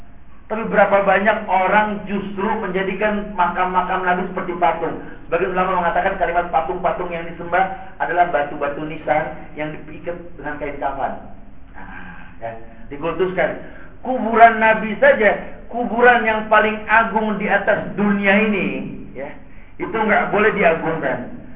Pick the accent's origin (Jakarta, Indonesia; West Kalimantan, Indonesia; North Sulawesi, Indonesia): Jakarta, Indonesia; kita orang Jakarta